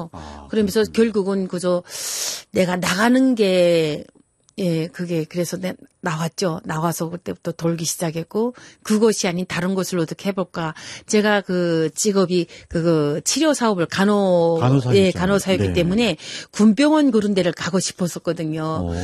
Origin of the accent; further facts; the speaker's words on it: Hyesan, Ryanggang, North Korea; moved away as an adult; now in South Korea; 그러면서도 중국을 딱 들어와서 뒤를 돌아다 보니까 내 고향 내 조국이 보이잖아요.